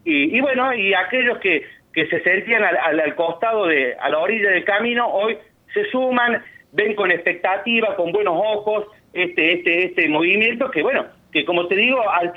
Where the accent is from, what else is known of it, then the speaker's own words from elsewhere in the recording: Villa Allende, Córdoba, Argentina; Yo estoy como secretario político de la 62 Colón, que también soy de Villa Allende.